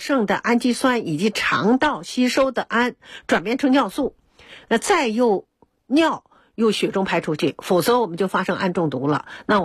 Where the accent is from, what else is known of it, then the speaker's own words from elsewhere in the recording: China; 然后也有悠久的文化，它也是精品，所以我们中国人呢都偏爱灵芝。